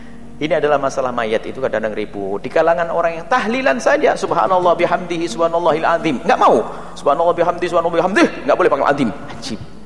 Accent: Cirebon, West Java, Indonesia; Nanti Cirebon saja, saya orang Cirebon ya.

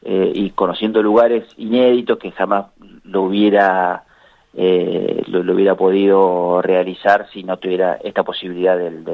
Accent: Argentina; Yo nací en la Villa Santillán, y así que estaba jugando la pelota todo el día en la calle.

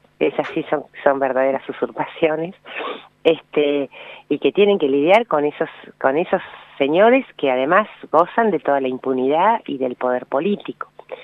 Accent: Bahía Blanca, Buenos Aires Province, Argentina; Yo soy de Bahía Blanca, solía venir de jovencita mucho a Bariloche

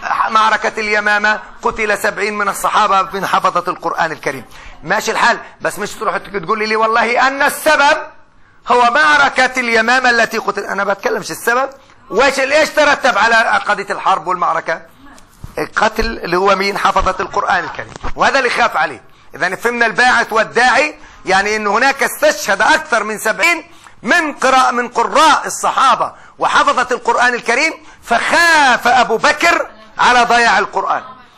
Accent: Palestine; حتى إحنا كفلسطينيين أنا بقول

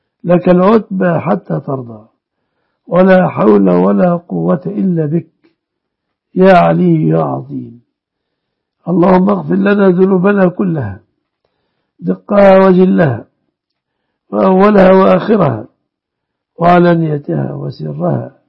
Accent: Egypt; واحفظ بلادنا مصر وسائر بلاد المسلمين آمنة مطمئنة من كل مكروه

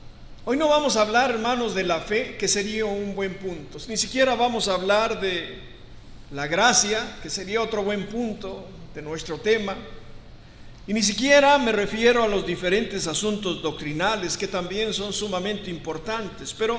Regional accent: Mexico; born there; los que nacimos en México tenemos una cultura

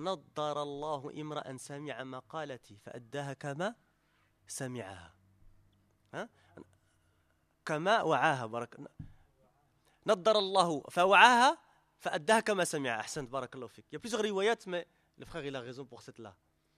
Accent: Belgium; born there; first language French; Moi, je suis né en Belgique, j'étais francophone aussi, j'ai dû apprendre l'arabe à un moment ou à l'autre.

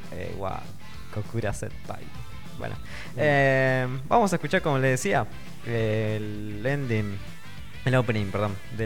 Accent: Argentina; soy de Argentina y estoy re lejos

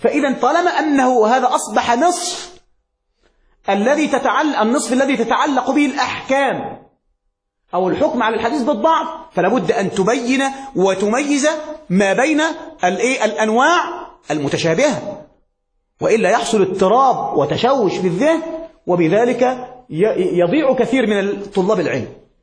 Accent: Egypt; كما يقول عندنا في مصر

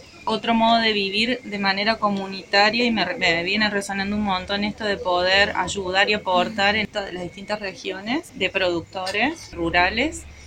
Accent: Cabalango, Córdoba, Argentina; Soy de Cabalango y vengo a escuchar, a aprender un poquito.

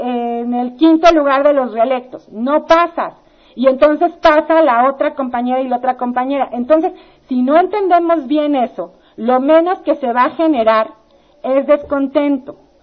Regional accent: Ecatepec, State of Mexico, Mexico; pero yo soy de Catepec, no importa

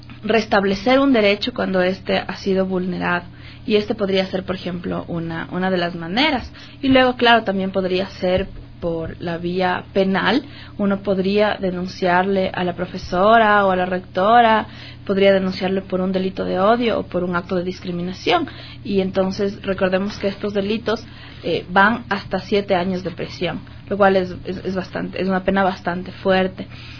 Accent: Ecuador; tenemos además el deber como ciudadanos ecuatorianos

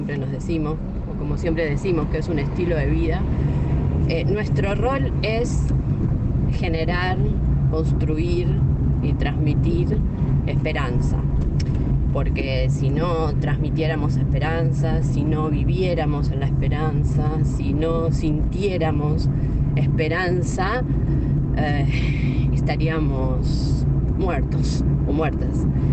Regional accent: Avellaneda, Buenos Aires Province, Argentina; de Avellaneda, provincia de Buenos Aires, y educadora popular, ahora desde hace mucho tiempo funcionaria en el gobierno de Avellaneda

